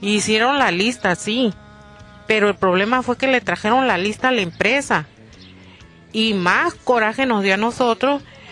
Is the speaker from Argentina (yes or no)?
no; Santa Rosalía, Baja California Sur, Mexico; soy de Santa Rosalía, soy trabajadora calamarera.